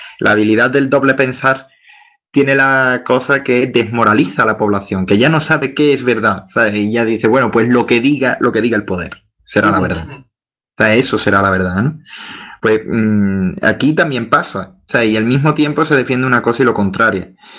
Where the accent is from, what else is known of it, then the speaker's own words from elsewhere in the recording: Spain; Yo como español, pues obviamente vengo de un país que está influido por la cultura católica